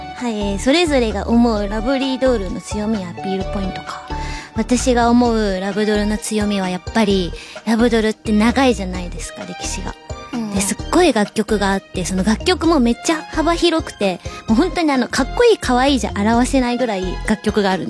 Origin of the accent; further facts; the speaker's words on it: Hyogo, Japan; 兵庫県出身です。